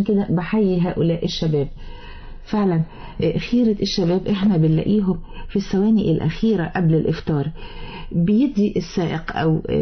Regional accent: Egypt; كما كان معروف عنا كمصريين الشهامة والجدعنة

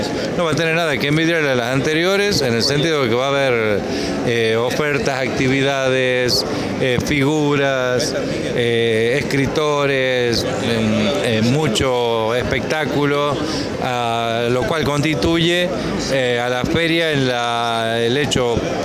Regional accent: Argentina; cómo somos los argentinos

